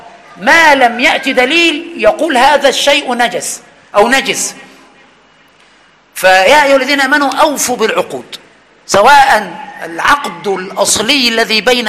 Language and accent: Arabic; Egypt; عندنا في مصر يقول ده